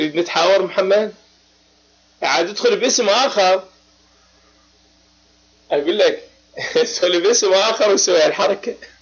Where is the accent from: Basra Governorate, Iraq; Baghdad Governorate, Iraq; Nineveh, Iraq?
Baghdad Governorate, Iraq; Baghdad; لا أنا من العراق، أنا عراقي بغدادي. نعم تمام، أنا عراقي.